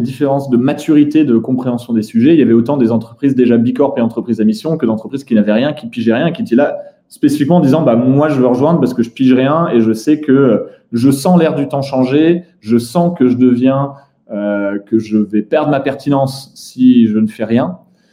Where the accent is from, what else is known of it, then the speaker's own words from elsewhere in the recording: Netherlands; Moi, j'ai grandi aux Pays-Bas.